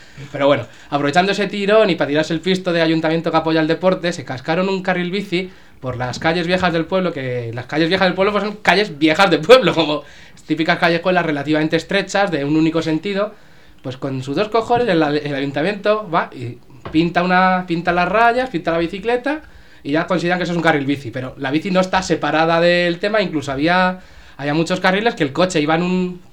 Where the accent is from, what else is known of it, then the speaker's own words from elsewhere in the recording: Pinto, Community of Madrid, Spain; voy a comentar de cómo es el carril bici de mi pueblo, de Pinto